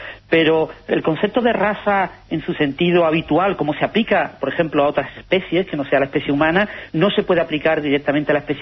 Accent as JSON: {"language": "Spanish", "country": "Spain", "said": "yo, que soy español"}